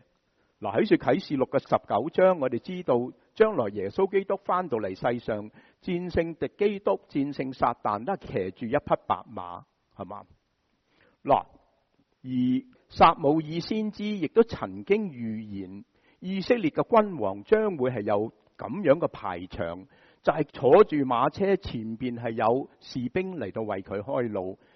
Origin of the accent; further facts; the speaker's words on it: United States; 制造形象对我们美国人就很熟悉了